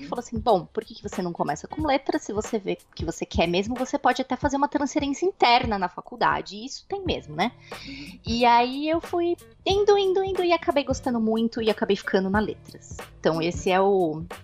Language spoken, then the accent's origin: Portuguese; São Paulo, Brazil; eu sou nascida e criada em São Paulo, capital. E eu só moro há quase um ano, ainda vai fazer um ano, daqui a um mês. Quase um ano no interior de São Paulo, mas eu sou nascida e criada aí em São Paulo.